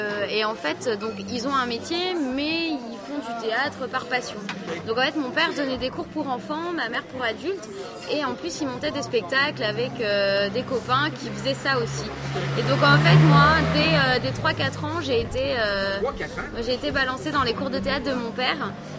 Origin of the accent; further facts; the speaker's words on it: France; Quand on est français et qu'on va là-bas